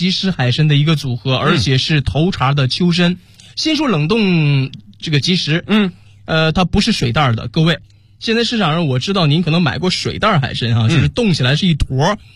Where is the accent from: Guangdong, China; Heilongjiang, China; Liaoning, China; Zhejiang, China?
Liaoning, China; Dalian; 今天是我的家乡辽宁大连的辽刺参给你带到